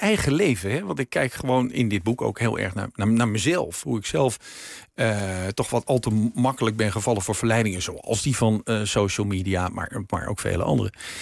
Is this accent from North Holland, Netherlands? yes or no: yes; North Holland, Netherlands; In mijn geval, we groeiden op in het Gooi.